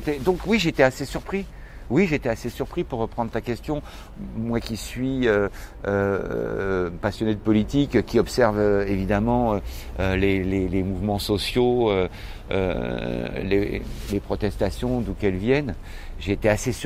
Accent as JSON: {"language": "French", "country": "France", "said": "Je suis un Français, et c'est un peuple très politique, la France, qu'on le veuille ou non."}